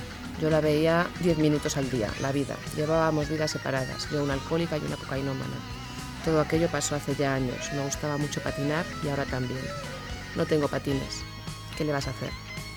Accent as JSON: {"language": "Spanish", "town": "León", "region": "Castile and León", "country": "Spain", "said": "Estuve como un par de años y con el tiempo otra vez en León. Mi tierra."}